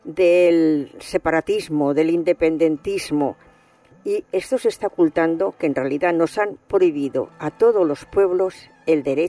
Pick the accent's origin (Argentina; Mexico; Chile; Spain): Spain; Barcelona, Catalonia; now in Madrid, Spain; Yo la verdad es que he nacido en Barcelona, soy catalana, tengo familia allí, llevo mucho tiempo en Madrid